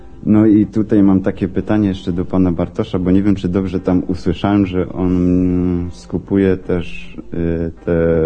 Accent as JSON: {"language": "Polish", "town": "Rybnik", "region": "Silesian Voivodeship", "country": "Poland", "said": "No bo ja też jestem z Rybnika"}